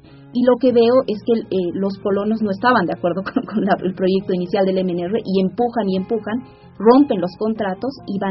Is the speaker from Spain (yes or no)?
no; Bolivia; nosotros como bolivianos no tendemos a pensarnos como migrantes